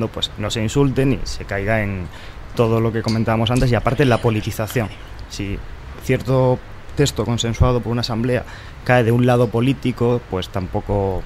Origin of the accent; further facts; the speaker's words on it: Spain; Somos españoles, por favor.